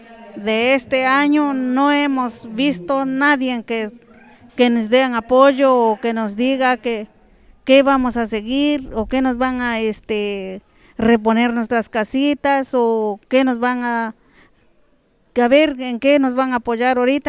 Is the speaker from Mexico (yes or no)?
yes; San Pablo Cuatro Venados, Oaxaca, Mexico; nosotros venimos de la comunidad del Rebollero, Los Arquitos, San Pablo Cuatro Venados